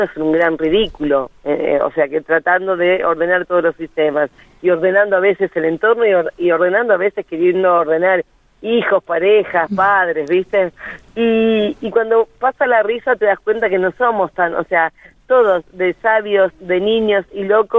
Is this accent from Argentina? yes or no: yes; Junín, Buenos Aires Province, Argentina; yo soy de Junín, provincia de Buenos Aires